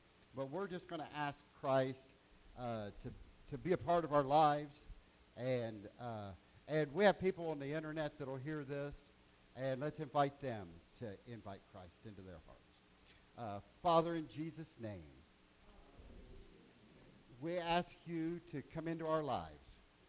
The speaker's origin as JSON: {"language": "English", "town": "Richmond", "region": "Indiana", "country": "United States", "tie": "born or raised there", "said": "I got up to Richmond, Indiana, and I grew up on Lower Street."}